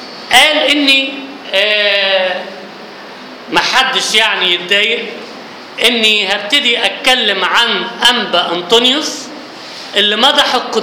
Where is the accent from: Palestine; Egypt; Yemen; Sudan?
Egypt; فبالاولى احنا كمصريين نمدح الناس اللي هم عاشوا بينا